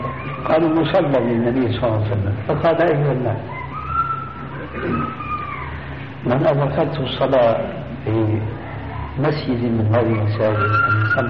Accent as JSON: {"language": "Arabic", "town": "Damascus", "region": "Damascus Governorate", "country": "Syria", "said": "دمشقي آني"}